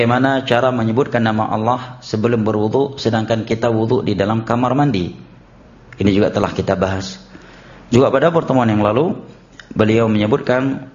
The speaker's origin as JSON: {"language": "Indonesian", "region": "Aceh", "country": "Indonesia", "said": "seringnya kita orang Aceh menyebutkan muwalat"}